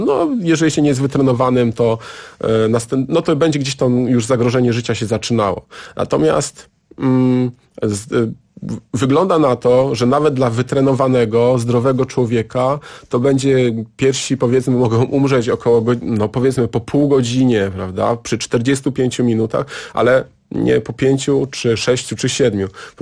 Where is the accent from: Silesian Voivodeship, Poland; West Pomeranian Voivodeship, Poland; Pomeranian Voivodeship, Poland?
Silesian Voivodeship, Poland; Siemianowice Śląskie; Akurat w Siemianowicach Śląskich, skąd pochodzę, są zakłady mięsne